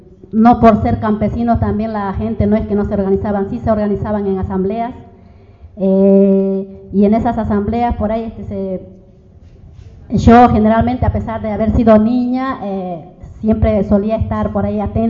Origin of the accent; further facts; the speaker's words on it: Santa Cruz, Bolivia; also born or lived in Sucre; Yo soy de Sucre, nací en Sucre, pero fui radicada en Santa Cruz, porque, bueno, mi padre se fue a Santa Cruz y terminé siendo radicada más en su mayoría ahí. Pero siempre viviendo en la parte más campesina, en los pueblos más alejados de la ciudad